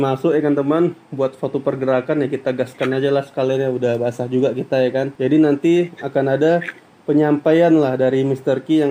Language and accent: Indonesian; Medan, North Sumatra, Indonesia; bukan nama sebenarnya. Jadi, asal saya dari Medan, Sumatera Utara.